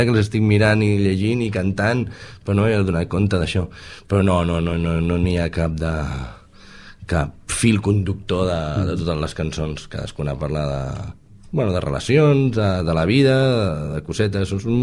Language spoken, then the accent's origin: Catalan; Sabadell, Catalonia, Spain; i jo sóc de Sabadell, i pujava o baixava a Tarragona a gravar-lo